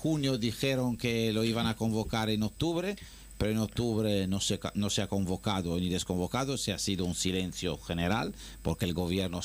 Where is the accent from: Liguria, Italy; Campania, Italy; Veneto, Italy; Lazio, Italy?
Veneto, Italy; Venice; ha habido ahora uno bastante grave en Venecia, que ha habido ahí en mi tierra, que ha habido muchos muertos